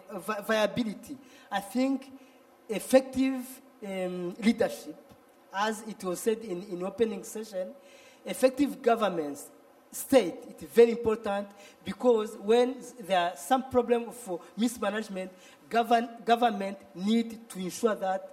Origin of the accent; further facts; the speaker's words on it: Rwanda; English is a second language; I'm from Rwanda, really.